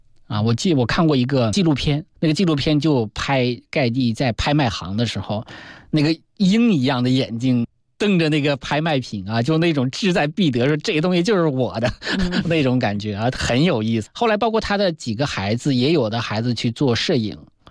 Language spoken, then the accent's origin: Chinese; China; 我中国人嘛